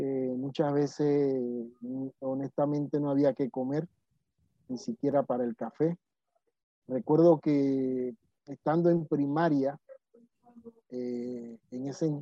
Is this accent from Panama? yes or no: yes; Panama; En mi pueblo le decíamos puerco o cerdo, pero eso era cada cierto tiempo